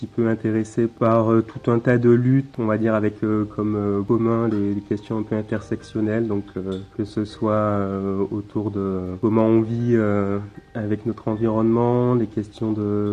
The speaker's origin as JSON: {"language": "French", "country": "Martinique", "tie": "born or raised there", "moved": "as an adult", "lives_now": "Saint-Lattier, France", "said": "ben, bonjour … j'ai 27 ans, j'habite dans l'Isère à Saint-Lathier. Je suis originaire de la Martinique, moi je suis né là-bas, j'y ai grandi. Aujourd'hui donc je suis installé dans l'Isère là depuis 3 ans"}